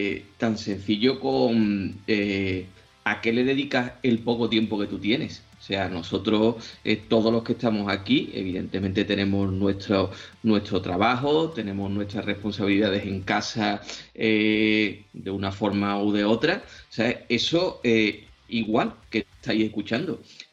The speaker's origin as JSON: {"language": "Spanish", "town": "Seville", "region": "Andalusia", "country": "Spain", "said": "En mi tierra, en Sevilla, evidentemente la gente tiene pasión por el fútbol"}